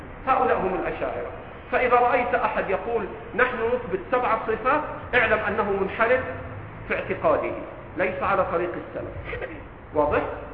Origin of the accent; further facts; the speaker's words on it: Egypt; ترى في آخر المسجد شيبان وعلى لهجتنا في مصر عواجيز مترصصين كده جنب بعض